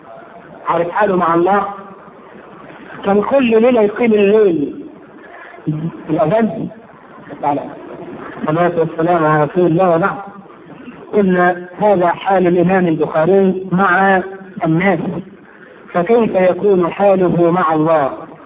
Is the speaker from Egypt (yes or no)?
yes; Egypt; احنا كويسين قوي كمصريين احنا كده حلو قوي